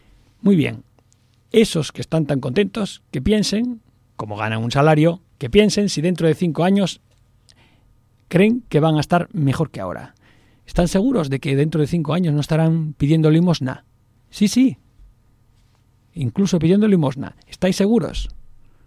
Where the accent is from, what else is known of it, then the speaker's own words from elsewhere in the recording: Spain; ¿Es que somos tontos los españoles? No.